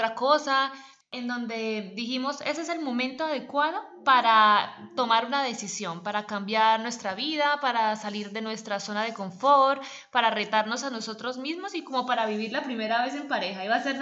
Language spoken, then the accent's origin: Spanish; Colombia; moved away as an adult; also born or lived in Spain; now in Malta; Soy colombiana, soy periodista y desde hace aproximadamente 3 años vivo fuera de mi país.